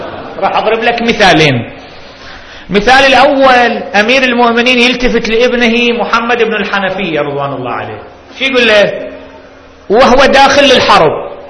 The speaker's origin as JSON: {"language": "Arabic", "town": "Baghdad", "region": "Baghdad Governorate", "country": "Iraq", "said": "تفجير صار عندنا ببغداد وراحوا أكثر من 100"}